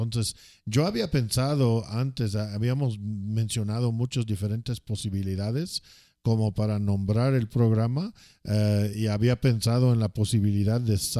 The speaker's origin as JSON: {"language": "Spanish", "country": "United States", "said": "soy norteamericano, soy un americano, tengo 46 años, soy casado."}